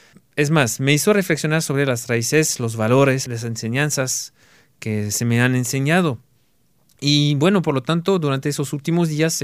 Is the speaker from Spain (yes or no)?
no; France; Como saben, pues yo soy francés y pues son mis raíces también. Tengo raíces mexicanas, pero las raíces maternas de la patria a veces pegan más.